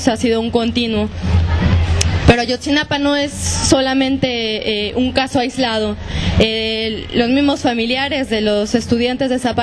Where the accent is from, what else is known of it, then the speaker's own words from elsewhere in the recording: Mexico; En México, en mi país, en nuestro país, en estos momentos hay una situación de guerra.